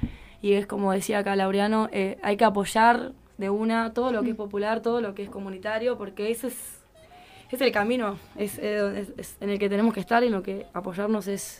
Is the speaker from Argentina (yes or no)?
yes; Argentina; Como para mí es un orgullo y es lindo también que sepan que uno como argentino, ¿no?